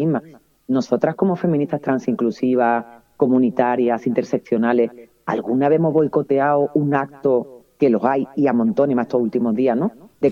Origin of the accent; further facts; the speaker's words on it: Andalusia, Spain; si yo estoy como mujer andaluza, que al lado de una vasca o una catalana no soy igual